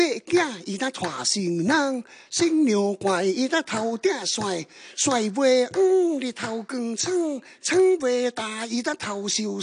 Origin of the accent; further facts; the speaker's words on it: Chaozhou, Guangdong, China; 你想唔想听下潮州？因为我潮州人啊。